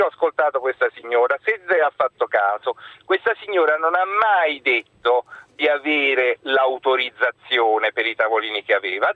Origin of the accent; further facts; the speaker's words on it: Naples, Campania, Italy; now in Rome, Italy; io sono un napoletano che vive a Roma da 20 anni.